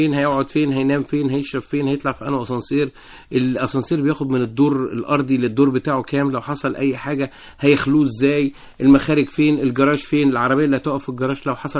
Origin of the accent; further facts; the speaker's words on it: Egypt; يعني إحنا بالنسبة لنا كمصريين